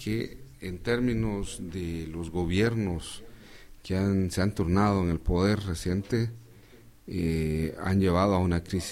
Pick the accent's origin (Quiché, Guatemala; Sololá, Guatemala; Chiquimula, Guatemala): Quiché, Guatemala; Yo soy del departamento del Quiché y mi pueblo es Quiché